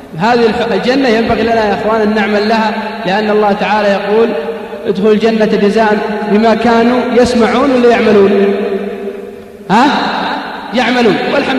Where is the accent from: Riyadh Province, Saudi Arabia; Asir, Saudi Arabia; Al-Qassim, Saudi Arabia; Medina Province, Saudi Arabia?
Al-Qassim, Saudi Arabia; عندنا بالقصيم